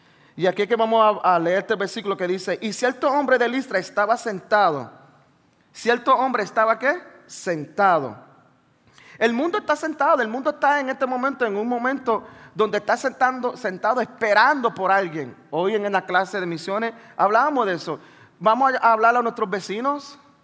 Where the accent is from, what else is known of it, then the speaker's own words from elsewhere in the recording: Brooklyn, New York, United States; Donde yo fui criado en los Estados Unidos, en Nueva York, en Brooklyn. Y cuando llego allí, los muchachos, bueno, yo tengo 44.